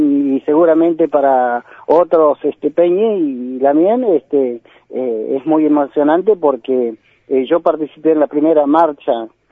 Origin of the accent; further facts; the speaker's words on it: Río Negro, Argentina; yo soy en realidad de una comunidad originaria que se llama el Chaiful, a 70 kilómetros de acá.